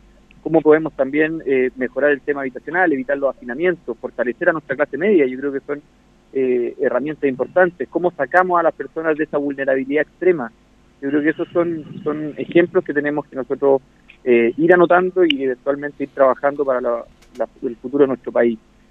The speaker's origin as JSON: {"language": "Spanish", "country": "Chile", "said": "lo solidarios que somos los chilenos"}